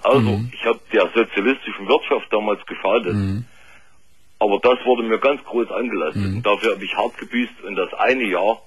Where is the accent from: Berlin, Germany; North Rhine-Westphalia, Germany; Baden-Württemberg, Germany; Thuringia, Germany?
Thuringia, Germany; Eisenach; Ich bin ein Ossi sozusagen, also Eisenach.